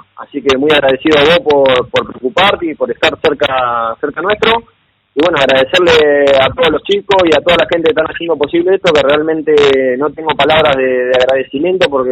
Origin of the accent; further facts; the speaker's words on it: Coronel Dorrego, Buenos Aires Province, Argentina; De Coronel Dorrego.